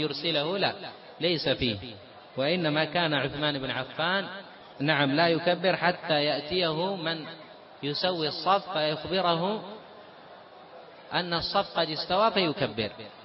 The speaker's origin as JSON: {"language": "Arabic", "country": "Yemen", "lives_now": "Saudi Arabia", "said": "أنا جئت من اليمن"}